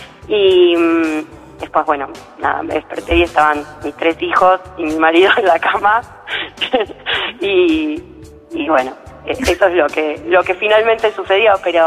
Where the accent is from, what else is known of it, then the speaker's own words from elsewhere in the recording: Buenos Aires, Argentina; De Colegiales.